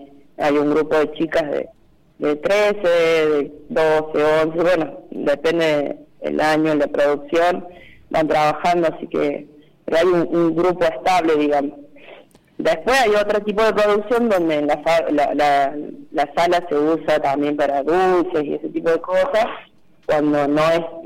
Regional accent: Cruz del Eje, Córdoba, Argentina; de Cruz del Eje.

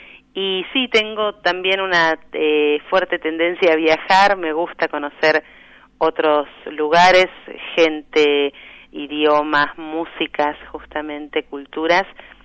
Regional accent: Buenos Aires, Argentina; hace 4 años que resido formalmente en Buenos Aires, ¿no?, de nuevo. Así que ya me considero otra vez hecha al barrio de Constitución, de donde soy, y muy contenta con esta vuelta.

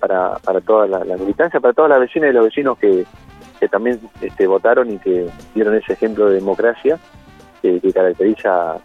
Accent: Bernasconi, La Pampa, Argentina; nosotros tuvimos una participación importante en mi pueblo

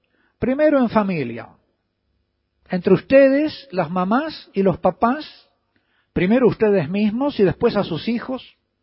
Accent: Uruguay; En otro libro titulado Sexo y Amor en el Uruguay, en mi país, de una orientación totalmente laicista

